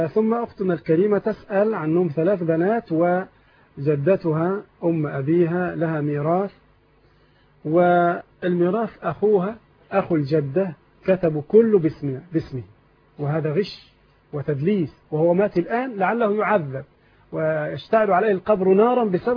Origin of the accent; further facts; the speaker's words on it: Egypt; إذا كان مكتوبا في القائمة في عندنا في مصر يبقى ملك للزوج